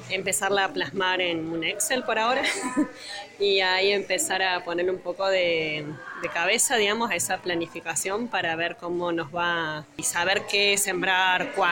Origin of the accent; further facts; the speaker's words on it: Córdoba, Argentina; vengo de las Sierras Chicas, de Sal Si Puedes